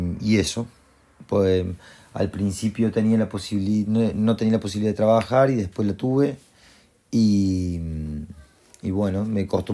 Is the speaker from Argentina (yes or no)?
yes; Argentina; moved away; Originalmente soy de Argentina.